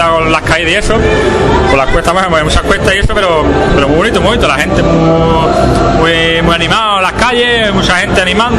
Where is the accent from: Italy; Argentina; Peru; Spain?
Spain; Rota, Andalusia; Ya te digo, soy de Rota